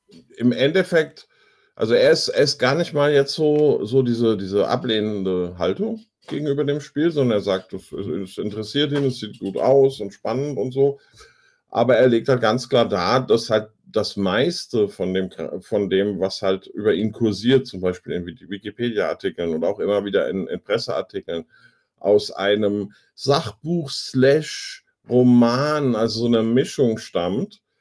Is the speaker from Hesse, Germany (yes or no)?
yes; Frankfurt, Hesse, Germany; Kenne ich in Frankfurt nicht anders, seit ich klein bin.